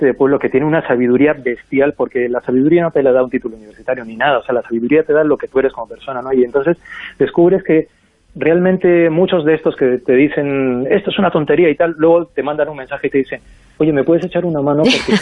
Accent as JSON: {"language": "Spanish", "region": "Arequipa", "country": "Peru", "moved": "yes", "lives_now": "Madrid, Spain", "said": "cuando yo decidí que me venía para Madrid por varios motivos mágicos, estábamos en Lima, y aunque yo soy de Arequipa, pero tuvimos que ir a Lima para coger el vuelo internacional"}